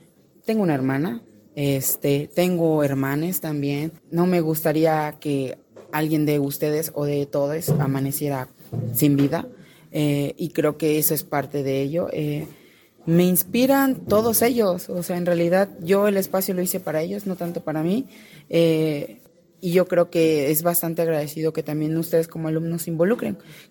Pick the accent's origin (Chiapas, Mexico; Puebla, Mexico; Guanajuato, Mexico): Chiapas, Mexico; Tapachula; yo vengo de una familia de comerciantes de Guatemala, soy de Tapachula